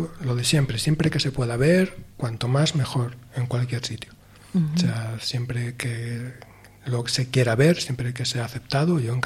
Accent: Soria, Castile and León, Spain; born there; also born or lived in Asturias; No, yo nací en Soria. Ajá. Sí, en Soria, en Soria.

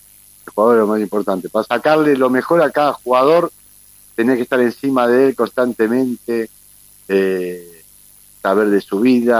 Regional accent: Avellaneda, Buenos Aires Province, Argentina; born there; nací en Avellaneda, iba caminando en vez de tomar un colectivo

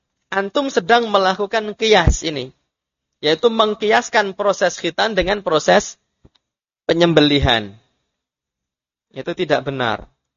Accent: Bayat, Central Java, Indonesia; Karena saya kan orang Selatan kan gitu. Rumah saya kan Bayat, dekat dengan Gunung Kidul.

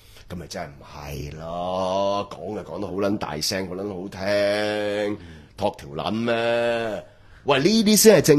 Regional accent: Hong Kong; 喂，我香港人可以即係走得嘅、哦，翻到香港嘅

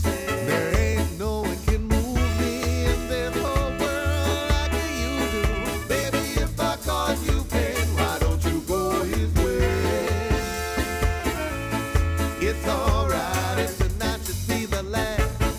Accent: Bellpuig, Catalonia, Spain; va ser la festa major del meu poble, de Bellpuig.

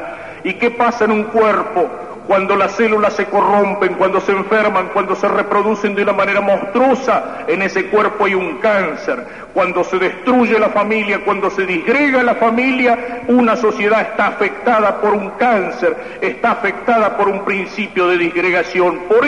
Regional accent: Argentina; Nos preocupa como argentinos, nos preocupa como católicos.

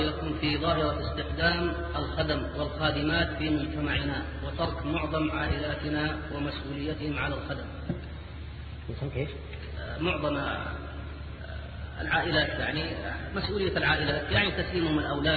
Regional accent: Hejaz, Saudi Arabia; الآن أنا من الحجاز أتيت إلى هنا أحسن الله إليكم أتيت إلى هنا نيتي إذا انتهت الوظيفة أرجع إلى الحجاز

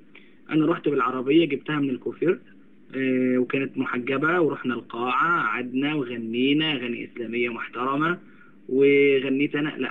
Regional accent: Sharqia Governorate, Egypt; انا من الشرقيه وهي من الغربيه

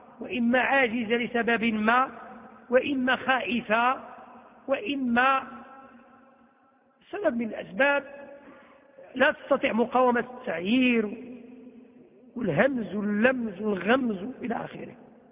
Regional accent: Morocco; شو الديمقراطية اللي عندنا في المغرب

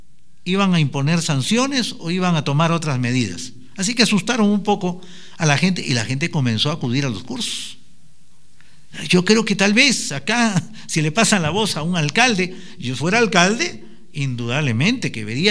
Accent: Brazil; Spanish is a second language; Yo vengo de Brasil y, oígame, no he escuchado

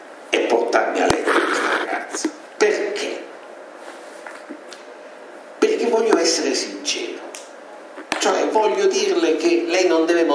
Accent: Rome, Lazio, Italy; E usando il dialetto che ci accomuna, essendo romani, no?

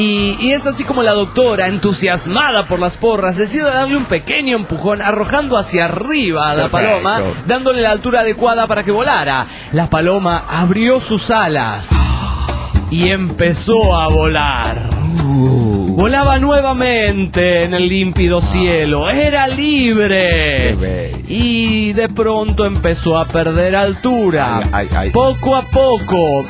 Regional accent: Nuevo Laredo, Tamaulipas, Mexico; de Narcolaredo, México.

